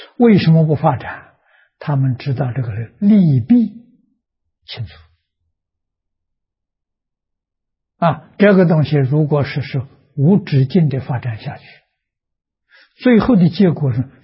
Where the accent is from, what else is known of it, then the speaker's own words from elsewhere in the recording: China; 我们中国人叫和平。啊，怎样才能和？